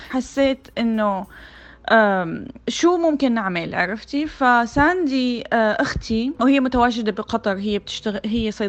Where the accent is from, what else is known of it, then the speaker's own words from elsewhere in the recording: Syria; moved away as an adult; now in United States; أنا أصلاً سورية يعني، ودرست فنون جميلة بالشام، بعدين جيت لهون على أمريكا ودرست رسوم متحركة